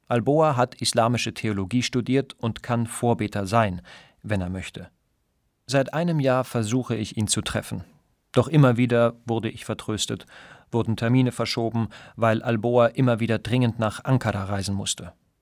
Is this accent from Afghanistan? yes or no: yes; Afghanistan; in meiner Heimat Afghanistan.